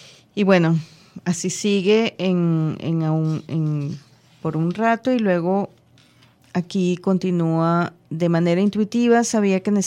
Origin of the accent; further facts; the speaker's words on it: Venezuela; yo soy venezolana, yo no tengo que hablar, no sé qué, en ruso y tal.